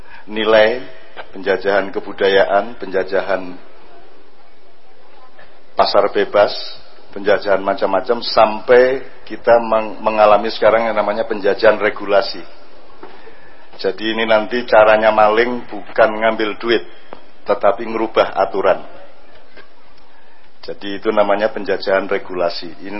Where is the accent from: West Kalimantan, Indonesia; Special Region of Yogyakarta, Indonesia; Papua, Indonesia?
Special Region of Yogyakarta, Indonesia; Kalau kita orang Jogja, kita orang Jogja.